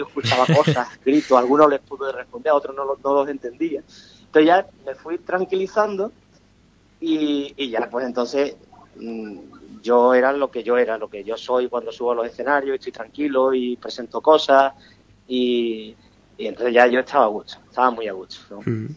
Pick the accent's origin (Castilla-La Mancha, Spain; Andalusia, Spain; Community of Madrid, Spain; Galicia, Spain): Andalusia, Spain; Ubrique; todos los que han estado ahí son de mi tierra, son de mi Ubrique